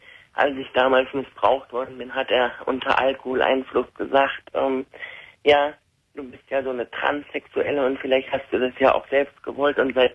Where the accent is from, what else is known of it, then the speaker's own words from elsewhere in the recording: Iran; now in Germany; Wir sind Iraner, also ich bin Iranerin und obwohl meine Mutter jetzt keine strenge Muslimin ist